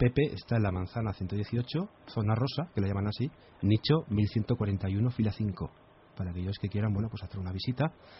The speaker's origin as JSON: {"language": "Spanish", "town": "Zaragoza", "region": "Aragon", "country": "Spain", "said": "he dicho el cementerio de mi tierra. Si paseas por Torrero"}